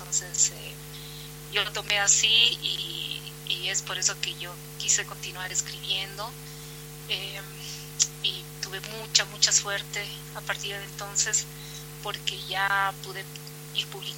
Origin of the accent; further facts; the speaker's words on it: Cochabamba, Bolivia; yo soy de Cochabamba.